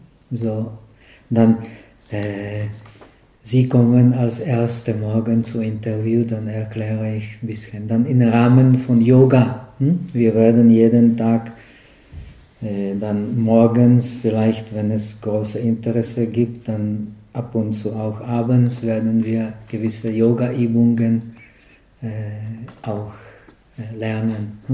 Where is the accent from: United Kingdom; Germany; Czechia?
Czechia; German is a second language; Naja, ich bin ja ein Tscheche